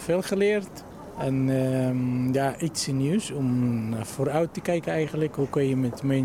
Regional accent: Egypt; Dutch is a second language; now in Netherlands; Ik kom oorspronkelijk uit Egypte.

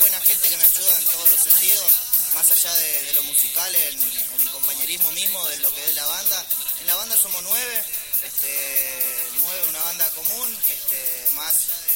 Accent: Buenos Aires, Argentina; Nosotros somos acá de Capital. Yo soy de Solati y de Pompeya.

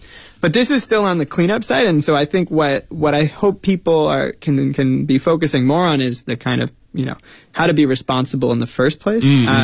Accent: United States; I grew up in the United States and I learned about it as a kid.

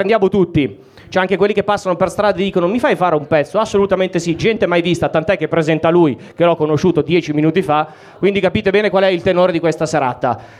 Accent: Mantua, Lombardy, Italy; No, io sono di Mantova

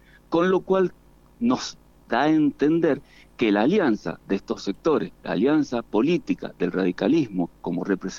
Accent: Argentina; como ciudadanos, como argentinos, como militantes, como gente que está acá

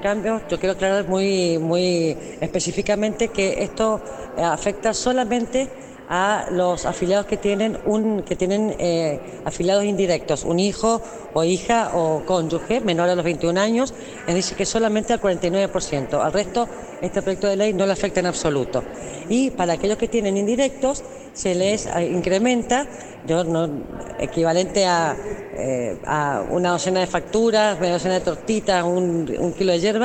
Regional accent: Mendoza, Argentina; Y somos todos los mendocinos, esto quiero decir

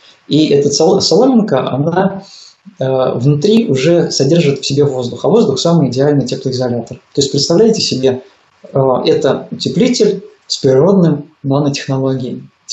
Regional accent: Smolensk Oblast, Russia; born there; Я сам родился в Смоленской области.

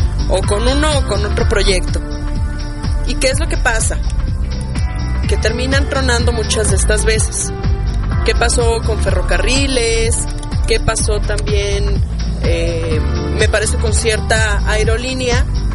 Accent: Mexico; es importante que tengamos memoria como ciudadanos, como mexicanos

